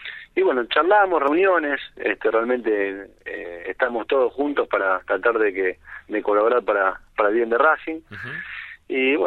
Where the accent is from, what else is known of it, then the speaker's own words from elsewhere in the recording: Avellaneda, Buenos Aires Province, Argentina; born there; yo jugué en divisiones inferiores, en infantiles en Racing, nací en Avellaneda.